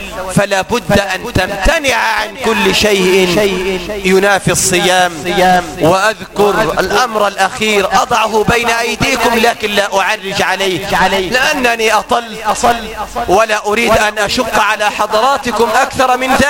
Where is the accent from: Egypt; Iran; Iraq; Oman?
Egypt; واحقن دماء المسلمين في بلدنا مصر